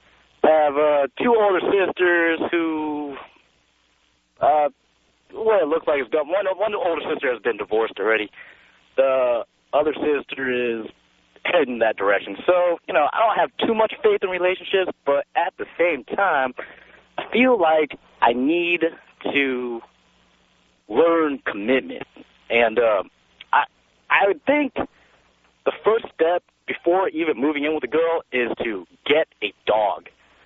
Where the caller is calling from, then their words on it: Los Angeles, California, United States; Hey, Tom, I'm calling you from Dodger Stadium right now, actually in the parking lot.